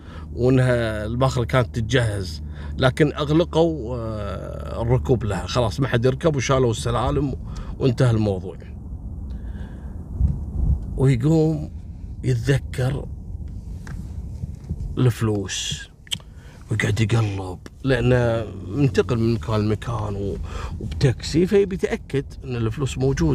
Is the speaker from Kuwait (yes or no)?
yes; Kuwait; بخمس دنانير احنا يبيعون عندنا في الكويت